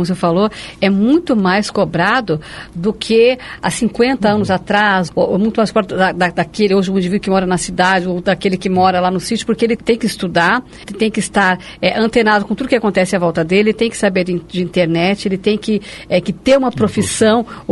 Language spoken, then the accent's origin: Portuguese; São Paulo, Brazil; eu sou brasileiro, sou filho de português, mas sou paulista, acima de tudo, antes eu sou paulista.